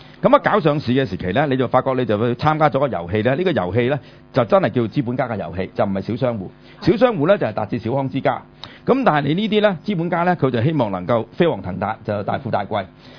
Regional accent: China; 因為我作為一個中國人啦

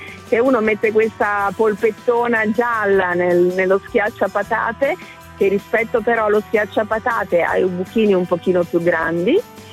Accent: Bussolengo, Veneto, Italy; born there; Io sono nata a Verona, cioè a Bussolengo ovviamente, ma per caso, per cui comunque ho un legame forte con Verona perché i miei nonni sono sempre stati a Verona

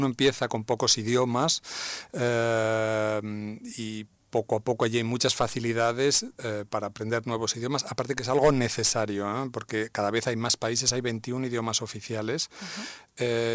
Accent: Salamanca, Castile and León, Spain; yo primero quiero decir que soy de Salamanca. Yo estudié en Salamanca Derecho

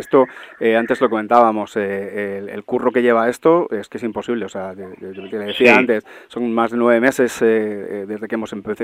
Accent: Madrid, Community of Madrid, Spain; Nosotros somos de Hortaleza, somos buena gente

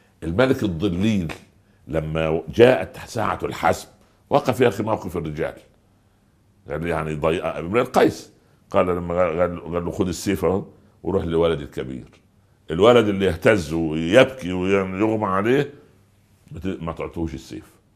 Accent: Upper Egypt, Egypt; والله أنا أقول لك طرفة عجيبة حصلت عندنا في الصعيد. في قرية جنبنا

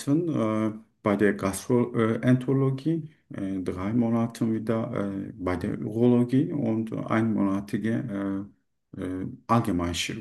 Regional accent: Turkey; German is a second language; now in Germany; Ich komme aus der Türkei. Seit 3 Jahren ich bin in Deutschland.

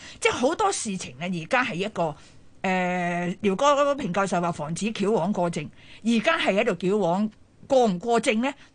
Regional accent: Hong Kong; 当然我们香港人看惯不是那么惯

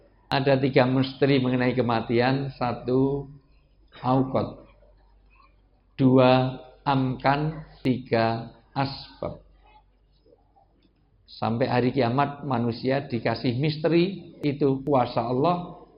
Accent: Java, Indonesia; mohon maaf saya asli orang Jawa. Dalam tradisi Jawa, orang tua disebut sepuh.

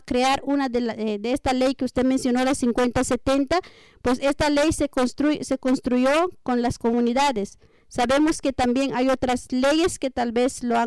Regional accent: San Pedro La Laguna, Sololá, Guatemala; De San Pedro La Laguna, Sololá.

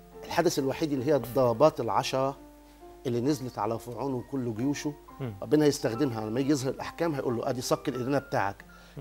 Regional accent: Egypt; وده اللي خلاني حاسس انا فرحان ان انا مصري

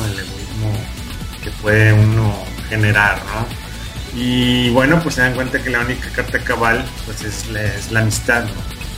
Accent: Mexico; A querer yo también contar historias, pero situadas en mi país, ¿no? Que tengan un propósito más directo con tanto como con los mexicanos como con las personas fuera del país, ¿no?

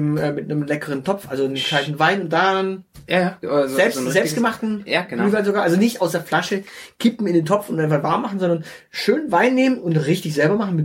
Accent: Baden-Württemberg, Germany; als Schwabe ist man natürlich immer glücklich über ein Buch.

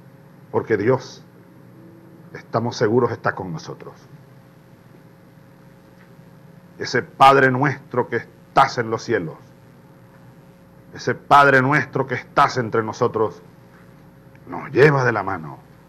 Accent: Venezuela; Nosotros somos capaces, los venezolanos.

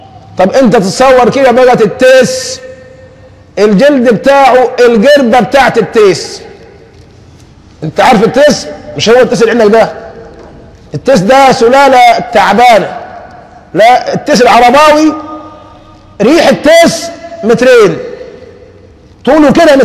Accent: Egypt; ما احنا عندنا في مصر حرسها الله عارفين الفواكه ايه

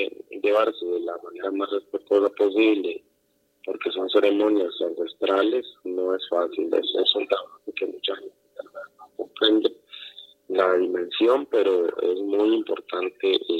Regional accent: Salitre, Puntarenas, Costa Rica; yo soy del territorio en la Bribri de Salitre, del sur de Costa Rica. Mi clan es Tuadiwak.

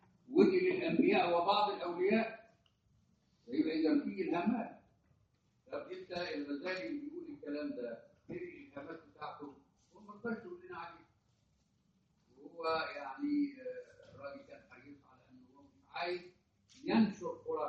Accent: Egypt; يعني حتى يعني عندنا في مصر هنا تلاقي احيانا الناس تروح تتبرك

